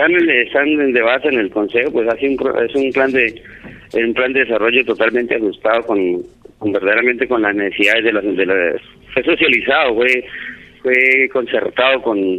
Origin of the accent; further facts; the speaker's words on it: Caparrapí, Cundinamarca, Colombia; aquí yo creo que los cundinamarqueses sepan de que una cuestión importantísima en mi pueblo va a ser la explotación de las minas de carbón